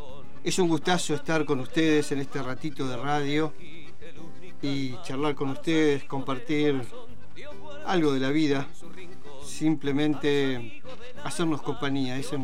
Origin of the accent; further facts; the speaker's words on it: Argentina; momento triste de la vida, de los tantos que hemos tenido nosotros como argentinos